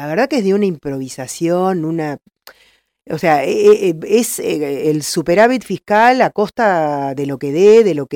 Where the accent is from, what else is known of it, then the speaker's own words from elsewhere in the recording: La Plata, Buenos Aires Province, Argentina; Yo soy platense y también viví con mi familia la inundación del 2013.